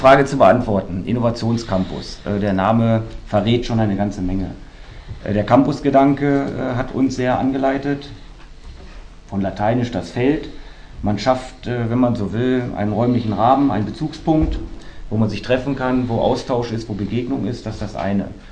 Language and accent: German; Wolfsburg, Lower Saxony, Germany; now in Berlin, Germany; Ne, von Wolfsburg, sozusagen von Hauptstadt zu Hauptstadt. Ich komme aus der Hauptstadt von Volkswagen. Bin jetzt hier in der deutschen Hauptstadt angekommen.